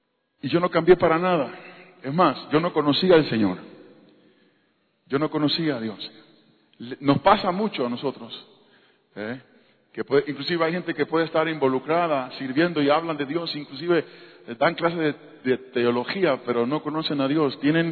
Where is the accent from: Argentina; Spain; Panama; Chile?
Panama; born there; Yo nací en Panamá. Nosotros fuimos criados en la iglesia.